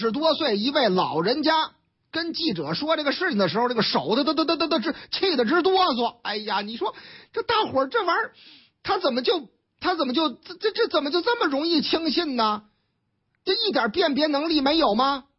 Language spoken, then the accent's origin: Chinese; Beijing, China; 咱都是北京人嘛，讲文明懂礼貌嘛